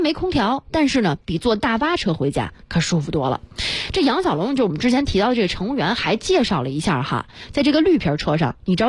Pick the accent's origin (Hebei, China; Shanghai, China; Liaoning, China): Hebei, China; Shijiazhuang; 我石家庄人，怎么就张家口了？